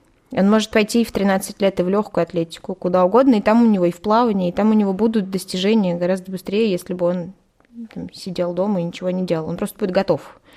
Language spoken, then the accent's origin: Russian; Vichuga, Ivanovo Oblast, Russia; born there; now in Shuya, Russia; Я живу сейчас в ШУ, я родилась в Вичуге, и знаю, что Вичуга тоже очень спортивный город